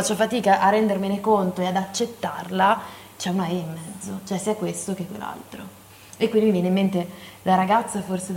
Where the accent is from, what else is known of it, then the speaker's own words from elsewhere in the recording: Varese, Lombardy, Italy; di persona nata e cresciuta a Varese, nel mio caso, perché arrivo da lì, attualmente vivente sul Lago Maggiore